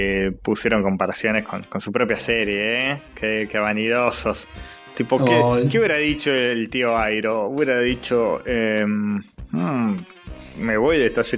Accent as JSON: {"language": "Spanish", "country": "Argentina", "said": "Soy argentino, nunca disparé un arma."}